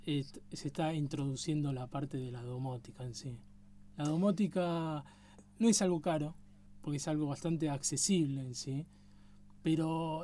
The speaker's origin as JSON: {"language": "Spanish", "country": "Argentina", "said": "yo como argentino te puedo decir que el país, tenemos un país muy grande"}